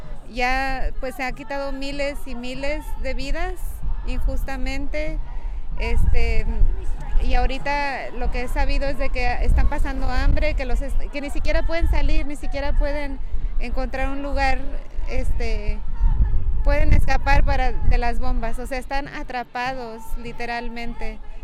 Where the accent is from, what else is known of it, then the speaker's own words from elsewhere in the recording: Mexico; yo soy mexicana